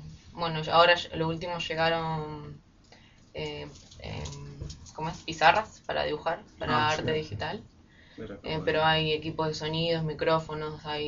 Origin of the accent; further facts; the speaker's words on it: Buenos Aires, Argentina; now in El Bolsón, Argentina; Yo soy de Buenos Aires. Llegué al Bolsón y me encontré la carrera. Y me quedé.